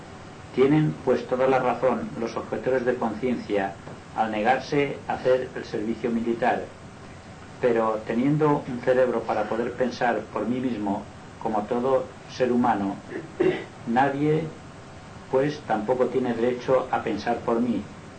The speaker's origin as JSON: {"language": "Spanish", "town": "Inca", "region": "Balearic Islands", "country": "Spain", "tie": "born there", "said": "soy mallorquín nacido en Inca, pero hace muchos años que resido en Palma."}